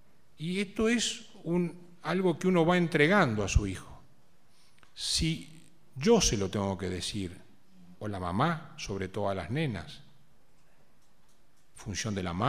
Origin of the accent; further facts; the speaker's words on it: Argentina; Así como los argentinos tenemos una característica, los chilenos tienen otra, los mexicanos tienen otra.